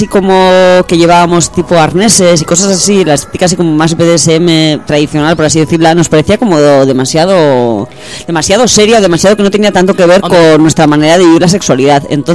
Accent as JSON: {"language": "Spanish", "region": "Basque Country", "country": "Spain", "tie": "born or raised there", "said": "me crié en Euskadi y mi familia es de León."}